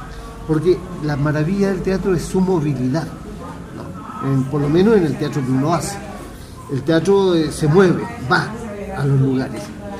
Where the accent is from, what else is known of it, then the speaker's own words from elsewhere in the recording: Chile; termino pasando un mes en prisión en el Estadio Chile, el Estadio Nacional en mi país